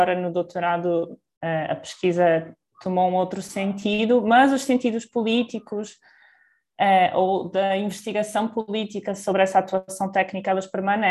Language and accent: Portuguese; Portugal; moved away as an adult; now in São Paulo, Brazil; eu sou portuguesa, para quem não me conhece, e a minha formação base foi em Portugal